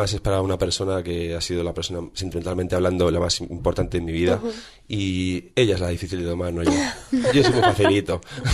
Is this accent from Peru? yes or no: no; Madrid, Community of Madrid, Spain; pero yo soy madrileño, o sea, y se nota.